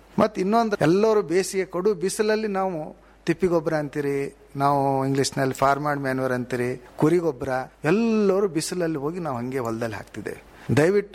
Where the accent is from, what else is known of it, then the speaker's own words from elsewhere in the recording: Bidar, Karnataka, India; ಈ ವರ್ಷ ನೋಡ್ರಿ, ಈಗ ನಮ್ಮ ಬೀದರ್ ಜಿಲ್ಲೆಯಲ